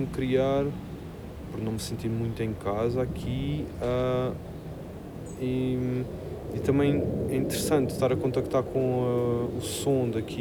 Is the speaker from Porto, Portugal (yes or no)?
no; Madeira, Portugal; now in Lisbon, Portugal; Eu sou mesmo um gajo do Sul. Eu cresci na Madeira, adoro o Alentejo, vivo em Lisboa há 20 anos. Isto vale o que vale. Eu sou do Sul.